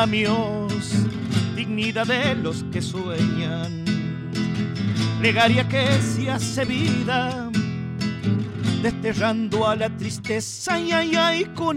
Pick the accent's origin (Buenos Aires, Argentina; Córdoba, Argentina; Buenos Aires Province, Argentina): Córdoba, Argentina; Entonces yo como cordobés y amador de esta Córdoba, porque la amo profundamente